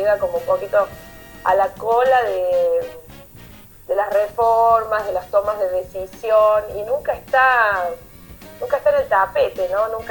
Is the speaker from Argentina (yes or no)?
yes; Córdoba, Argentina; yo soy de Córdoba, vivo en las sierras